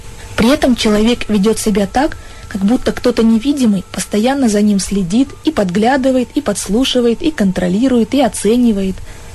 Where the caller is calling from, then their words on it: Chelyabinsk, Chelyabinsk Oblast, Russia; я из Челябинска.